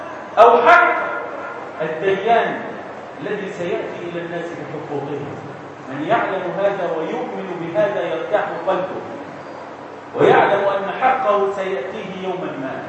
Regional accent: Egypt; اللهم اصلح حال بلدنا مصر

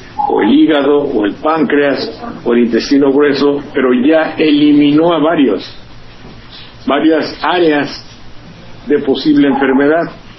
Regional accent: Mexico City, Mexico; me gusta su tono de voz, porque yo soy de Las Lomas, y entonces, cuando habla como de Las Lomas, eso, hay una identidad.

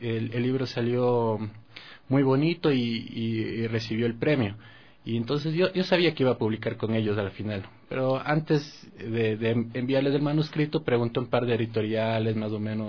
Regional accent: Quito, Pichincha, Ecuador; Yo soy de aquí, de Quito, y cuando estudié en el colegio estuve en el Gonzaga, cuando funcionaba por la tarde en La Mañosca, donde es el San Gabriel.

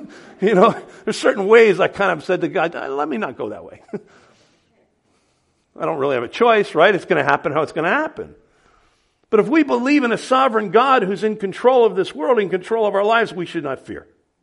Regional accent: New Jersey, United States; I mean, I grew up in North Jersey, and I grew up in a neighborhood where we didn't lock the house. We didn't lock the cars. We lived in a safe little town.

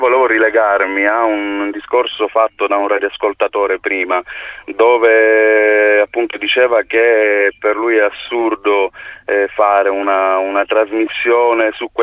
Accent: Palermo, Sicily, Italy; Io da palermitano volevo dire che secondo me è ancora più assurda è la cosa che insomma un palermitano deve andarsi a comprare il libro

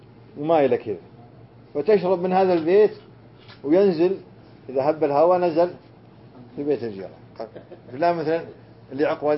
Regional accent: Riyadh, Riyadh Province, Saudi Arabia; أنا كنت صغير وولدت في الرياض، كنا ندور حول الرياض بالدراجة بساعة واحدة وساعتين،

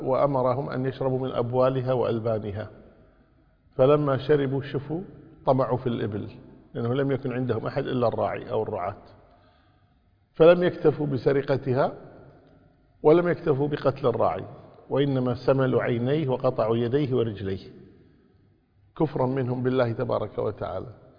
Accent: Kuwait; يعني مثلا عندنا في الكويت يقولون يعني النساء أكثر من الرجال

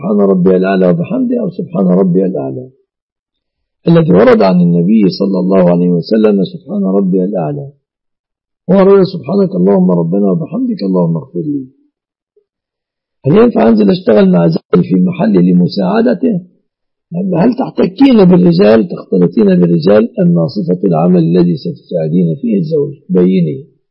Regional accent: Egypt; الوضع عندنا في مصر

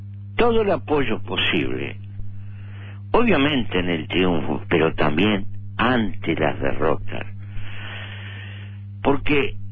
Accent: Uruguay; como cualquier uruguayo le estamos deseando la mejor suerte

